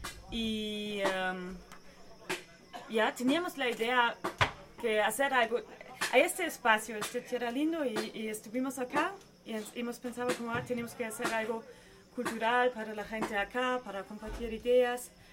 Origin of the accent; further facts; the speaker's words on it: Germany; Spanish is a second language; De Alemania.